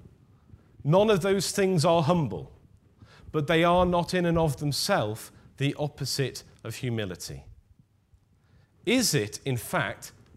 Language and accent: English; North West England, United Kingdom; I, as many of you will know, am a passionate Liverpool supporter, born and bred on Merseyside.